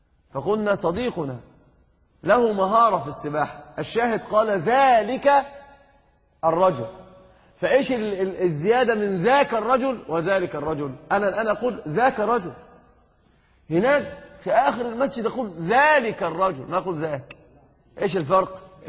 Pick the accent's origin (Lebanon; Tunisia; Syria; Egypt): Egypt; أنا قلت لك حتى عندنا في مصر يقول ذي ذي